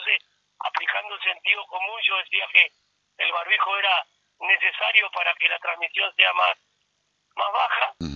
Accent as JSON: {"language": "Spanish", "country": "Argentina", "said": "somos así, los argentinos somos así, nuestra idiosincrasia es así."}